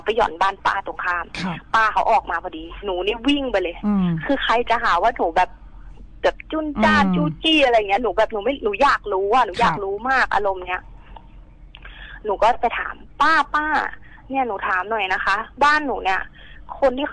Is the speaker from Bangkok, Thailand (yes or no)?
no; Lampang, Thailand; หนูอะเพิ่งกลับมาจากลำปางที่บ้านหนู